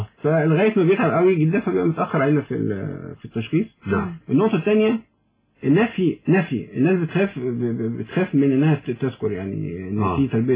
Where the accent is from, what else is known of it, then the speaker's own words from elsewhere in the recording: Egypt; احنا شعب مصري شعب طيب جدا وشعب حنون